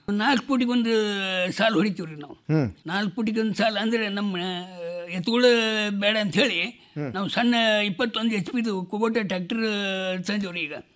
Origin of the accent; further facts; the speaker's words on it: Neelagunda, Karnataka, India; ಪ್ರಾಥಮಿಕ ಶಾಲೆ ನೀಲಗುಂದದಲ್ಲೇ, high school SSLCವರೆಗೆ Ramdurg taluk ಸೊರೆಬಾಣದಲ್ಲೇ SSLC ಆಯ್ತು. ಆದಿಂದ ಸೂಟಿಗಂತೇಳಿ ನಮ್ಮೂರಿಗೆ ಬಂದೆ.